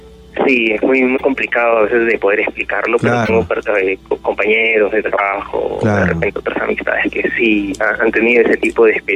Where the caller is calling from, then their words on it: Villa María del Triunfo, Lima, Peru; De Villa María del Triunfo.